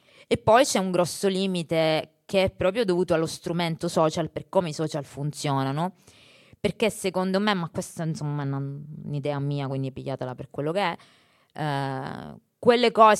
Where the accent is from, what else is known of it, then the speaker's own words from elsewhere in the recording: Sicily, Italy; Io vengo dalla Sicilia